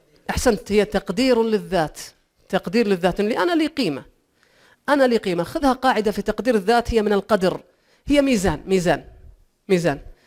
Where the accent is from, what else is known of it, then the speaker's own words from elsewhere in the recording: Saudi Arabia; ما فيه إلا أنا واثنين سعوديين وماتوا